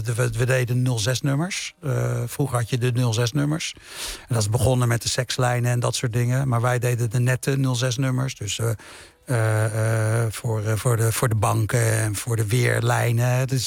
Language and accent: Dutch; Suriname; Dat het feit dat ik uit Suriname kom. Dat ik uit een niet-Surinaamse familie kom.